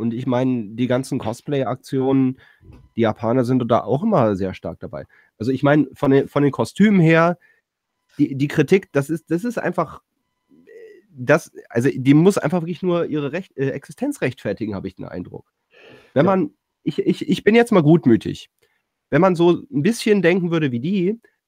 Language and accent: German; Düsseldorf, North Rhine-Westphalia, Germany; aber als Düsseldorfer muss das mal sein.